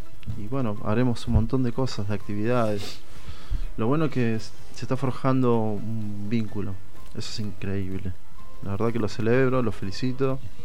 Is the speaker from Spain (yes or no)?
no; Buenos Aires, Argentina; Somos del barrio de La Boca. Un barrio de carnaval.